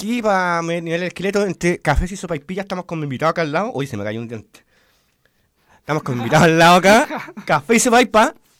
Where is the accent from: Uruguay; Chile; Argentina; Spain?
Chile; San Bernardo, Santiago Metropolitan; Porque yo soy de San B